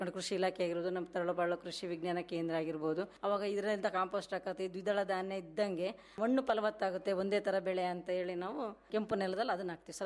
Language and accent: Kannada; Shivamogga, Karnataka, India; ನಮ್ಮ ತಂದೆ ಅವರು ಮಾಸ್ಟ್ರು, ಮೂಲತಃ ನಾವು ಶಿವಮೊಗ್ಗದವರು. ನಂದು ವಿದ್ಯಾಭ್ಯಾಸ ಬಂದು BA BEd ಆಗಿತ್ತು.